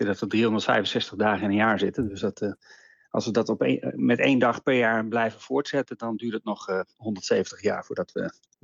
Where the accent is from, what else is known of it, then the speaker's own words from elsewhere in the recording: Netherlands; Als iedereen op de wereld zou zo leven als wij als Nederlanders